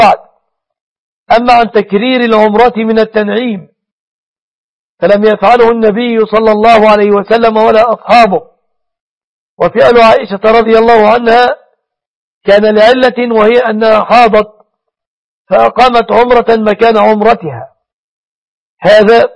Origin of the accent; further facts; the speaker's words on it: Egypt; بلادنا مصر وسوريا